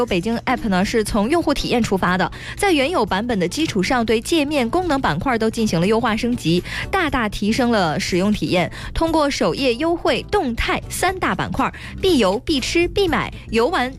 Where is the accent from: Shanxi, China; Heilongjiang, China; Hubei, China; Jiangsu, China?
Heilongjiang, China; 我的老家。